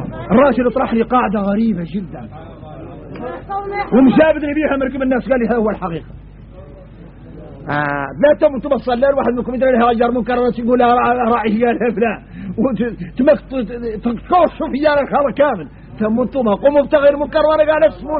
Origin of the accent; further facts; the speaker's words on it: Mauritania; نرجع لبعض الشبه اللي عندنا احنا موريتاني